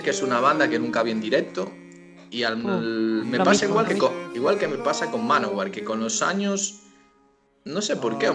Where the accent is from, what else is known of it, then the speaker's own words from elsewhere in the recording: Viveiro, Galicia, Spain; Tengo varios amigos, sobre todo en mi pueblo, en Viveiro, que son fans